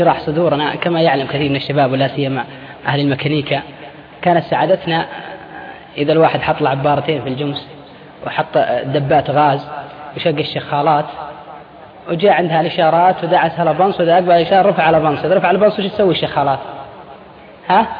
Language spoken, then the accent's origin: Arabic; Al-Qassim, Saudi Arabia; تلقى الواحد عندنا في القصيم قاعد بين بريدة وعنيدة